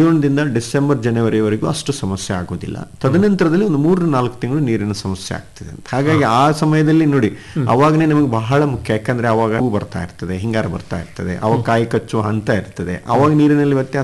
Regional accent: Karnataka, India; ಜಗತ್ತಿನಲ್ಲಿ ನಾವು ಭಾರತೀಯರು ಮುಂಚೂಣಿಯಲ್ಲಿದ್ದೀವಿ, ಭಾರತದಲ್ಲಿ ಕರ್ನಾಟಕದವರು ಇನ್ನೂ ಮುಂಚೂಣಿಯಲ್ಲಿದ್ದೀವಿ.

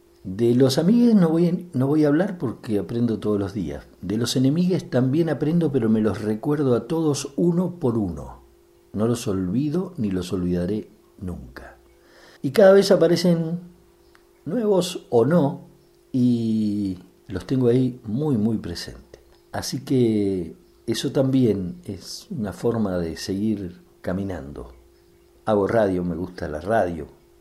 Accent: El Bolsón, Río Negro, Argentina; born there; Nací en el Bolsón

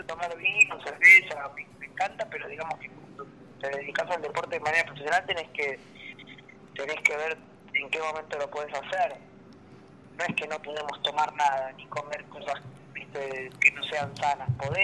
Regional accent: Argentina; Soy la única argentina que le ganó a la Tigresa Cunha

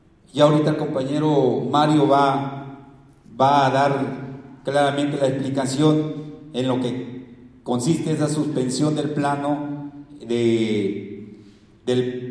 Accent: Puente Madera, Oaxaca, Mexico; lo que está pasando en mi comunidad de Puente Madera, en todas las agencias de San Blas Atempa y en la cabecera municipal.

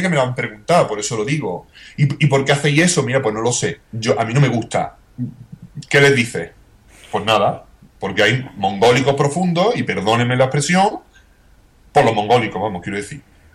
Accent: Spain; porque yo me considero español y de nacional nada.

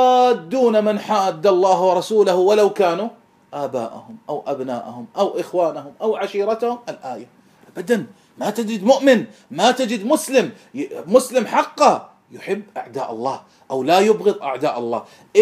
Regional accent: Kuwait; أنا كويتي والرافض كويتي

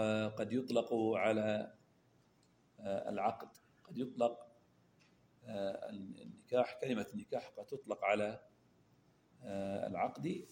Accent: Al-Ahsa, Eastern Province, Saudi Arabia; عندنا في الأحساء

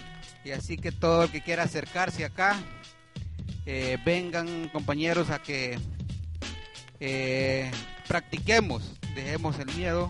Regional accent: Honduras; Yo creo que nosotros como hondureños esto no lo vamos a olvidar jamás

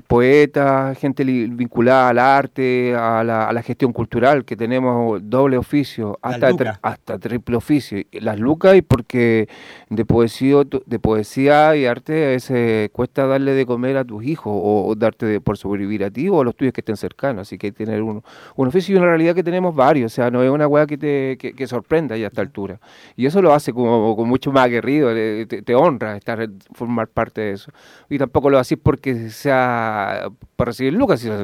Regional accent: Pudahuel, Santiago Metropolitan, Chile; born there; No, yo nací en, bueno, lo que era antes, hace 43 años, o sea, 44. En agosto ya serían 43. 43 años, el 71. En la comuna de Pudahuel

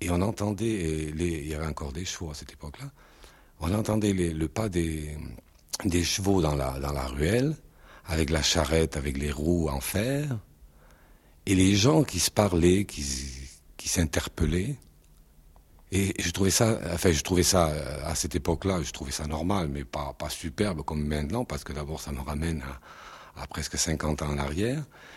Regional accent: Southern France, France; dans le midi, il y a plus d'odeurs que de sons, disons. Mais effectivement, c'est les cigales, tout bêtement.

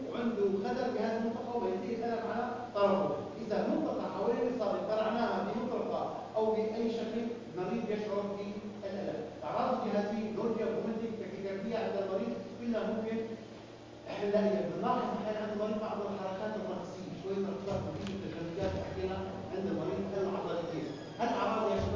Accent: Syria; المصل المضاد للعقارب موجود عندنا في سوريا

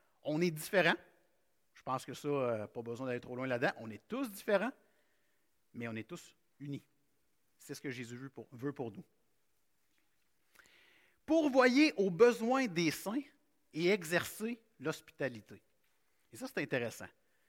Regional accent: Quebec, Canada; Et bien que nous soyons chrétiens ce matin, on est des Québécois.

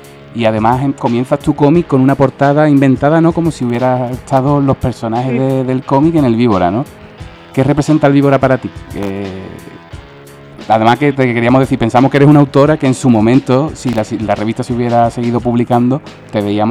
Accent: Cádiz, Andalusia, Spain; Yo soy de Cádiz, que se me nota por el acento, y allí lo compraba perfectamente sin problemas.

